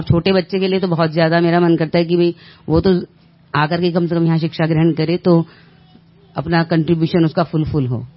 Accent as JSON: {"language": "Hindi", "region": "Delhi", "country": "India", "said": "मैं दिल्ली से हूँ।"}